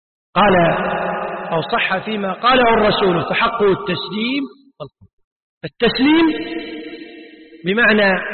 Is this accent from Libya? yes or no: no; Kuwait; حرف عندنا بالكويت العامة تسمي طريف